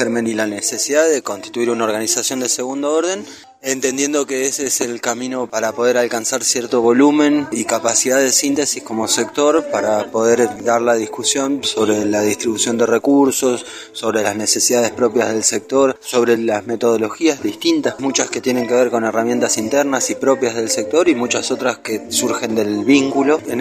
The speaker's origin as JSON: {"language": "Spanish", "town": "Gualeguaychú", "region": "Entre Ríos", "country": "Argentina", "said": "soy de Gualeguaychú, Entre Ríos."}